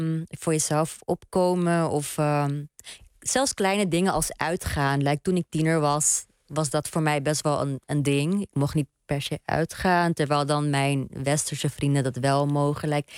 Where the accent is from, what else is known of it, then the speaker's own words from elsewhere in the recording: Netherlands; ik denk ook opgroeiende als Hindoestaanse en queer persoon in een land als Nederland, een westers land.